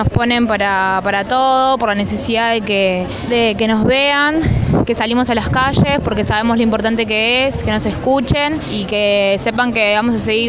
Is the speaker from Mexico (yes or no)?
no; Buenos Aires Province, Argentina; tengo 21 años, soy de Barrio Sarmiento, Escuela 20.